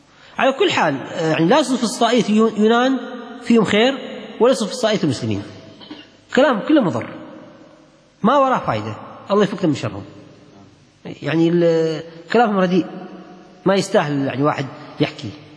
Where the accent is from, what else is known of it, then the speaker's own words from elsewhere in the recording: Kuwait; الحين نشوف مكيف عنتر اللي عندنا في الكويت